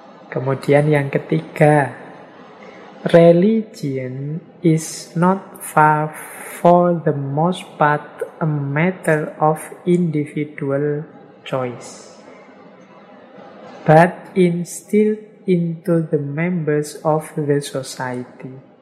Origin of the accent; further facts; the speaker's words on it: Special Region of Yogyakarta, Indonesia; accent: Jogja dialect, Javanese; Ya meskipun bahasa Inggris saya masih dialeknya dialek Jogja, dialek Jawa.